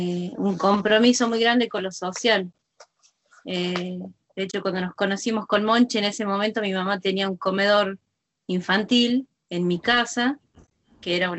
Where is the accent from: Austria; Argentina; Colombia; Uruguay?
Argentina; Chilecito, La Rioja; born there; en mi caso, yo nací en Chilecito.